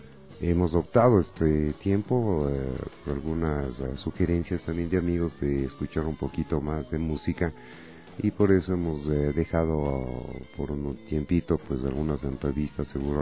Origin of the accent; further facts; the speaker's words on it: Ecuador; Somos ecuatorianos, artistas, gente que hacemos ya algún tiempo eventos